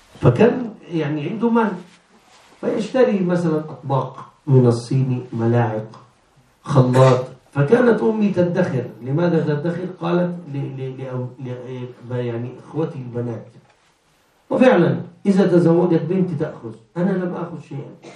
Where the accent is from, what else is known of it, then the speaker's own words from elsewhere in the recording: Egypt; عيد الأم مثلا، إحنا عندنا في مصر عرف عيد الأم نشتري هدايا للمدرسة